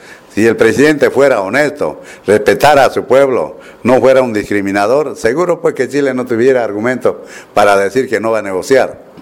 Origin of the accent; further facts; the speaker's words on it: Bolivia; que es nuestra necesidad como boliviano